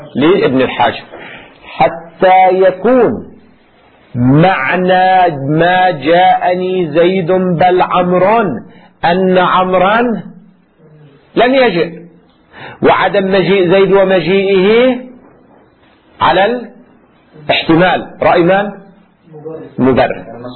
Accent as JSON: {"language": "Arabic", "country": "Lebanon", "said": "ما في عندنا في لبنان يقولوا أمنيات"}